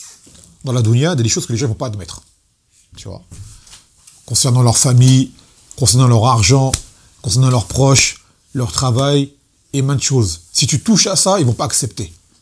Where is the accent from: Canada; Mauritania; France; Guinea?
France; Martinique; moi, quand je suis martiniquais, j'ai beaucoup de noirs autour de moi